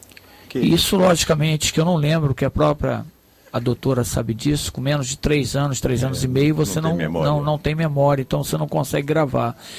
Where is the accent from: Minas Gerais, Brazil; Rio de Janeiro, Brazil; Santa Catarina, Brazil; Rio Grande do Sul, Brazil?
Rio de Janeiro, Brazil; Eu sou tijucano, mas moro há 30 anos em Jacarepaguá.